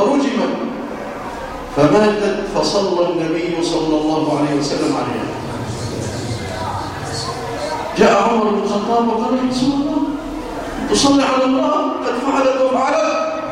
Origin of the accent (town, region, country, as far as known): Egypt